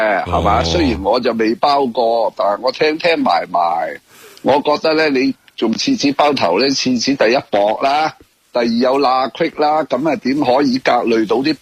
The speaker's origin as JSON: {"language": "Cantonese", "country": "Hong Kong", "said": "即系我哋香港人心目中嘅尊者啊"}